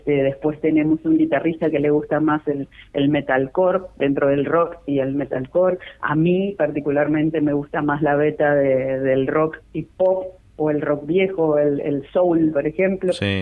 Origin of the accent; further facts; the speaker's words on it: Ciudad de la Costa, Canelones, Uruguay; Actualmente incluso los 4 integrantes de … somos todos de Ciudad de la Costa